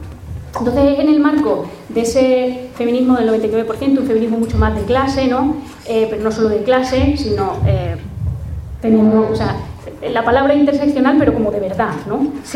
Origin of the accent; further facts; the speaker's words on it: Garbayuela, Extremadura, Spain; yo soy de pueblo, soy de Garbayuela